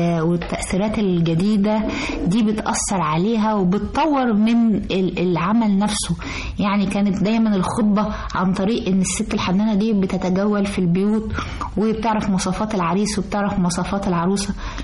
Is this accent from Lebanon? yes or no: no; Egypt; والسودان كلها بقت عندنا في مصر